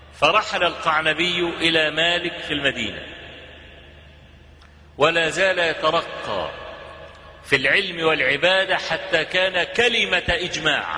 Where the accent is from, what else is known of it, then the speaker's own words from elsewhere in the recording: Egypt; عندنا في مصر